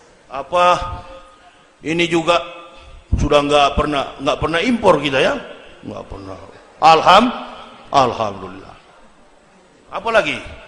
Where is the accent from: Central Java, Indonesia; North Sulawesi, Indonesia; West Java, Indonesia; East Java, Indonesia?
North Sulawesi, Indonesia; Manado; saya orang Manado